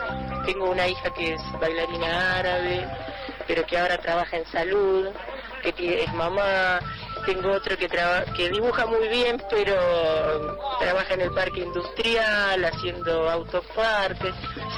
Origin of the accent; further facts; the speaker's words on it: La Plata, Buenos Aires Province, Argentina; also born or lived in La Pampa; soy nacida en La Pampa, pero desde muy chica viví en La Plata, hasta que me casé, que vine acá a los 32 años